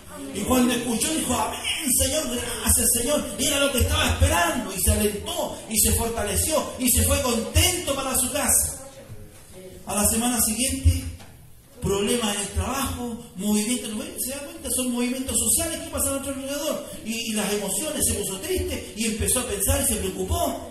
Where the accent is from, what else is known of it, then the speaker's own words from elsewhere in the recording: Chile; Así somos los chilenos.